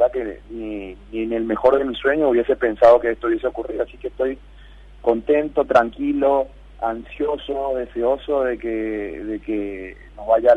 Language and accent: Spanish; Paraguay; siendo paraguayo, sabiendo que las limitaciones que hay en mi país, que el deporte no es profesional